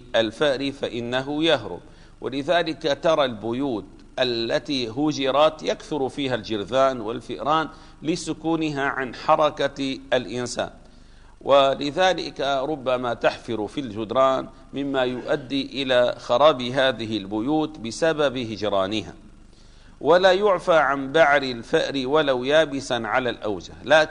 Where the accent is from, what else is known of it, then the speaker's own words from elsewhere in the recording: Damascus, Damascus Governorate, Syria; ما زال بعض المساجد عندنا في دمشق يوجد فيها طيور